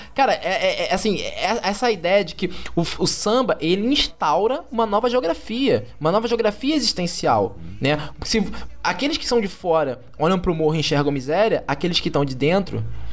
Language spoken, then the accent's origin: Portuguese; Rio de Janeiro, Brazil; born there; Eu sou nascido em Padre Miguel, sabe? Aqui você tem duas escolas de samba.